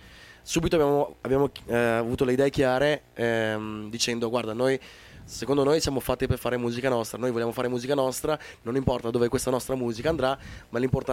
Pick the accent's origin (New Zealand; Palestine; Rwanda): New Zealand; first language English; Italian is a second language; now in Italy; sono originario della Nuova Zelanda, cresciuto con madrelingua inglese, quindi mi viene naturale cantare in inglese.